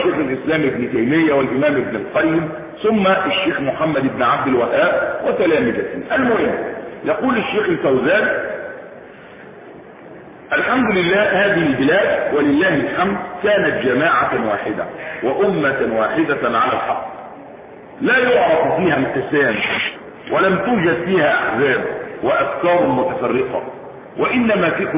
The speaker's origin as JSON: {"language": "Arabic", "country": "Egypt", "said": "احنا مصريين بس بنقول كلمه ايه الحق"}